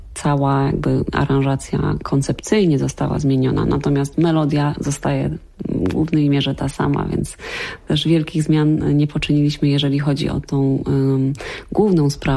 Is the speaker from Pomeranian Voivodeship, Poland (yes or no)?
no; Silesian Voivodeship, Poland; Ja jestem ze Śląska